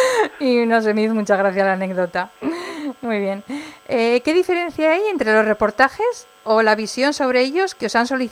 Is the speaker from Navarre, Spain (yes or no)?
yes; Navarre, Spain; Como navarra, pues estoy encantada, claro, que digas eso.